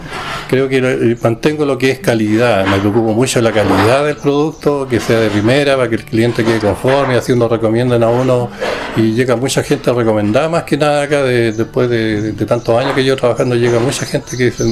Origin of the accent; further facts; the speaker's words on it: Temuco, Araucanía, Chile; yo me vine de Temuco con la intención de colocar una mueblería acá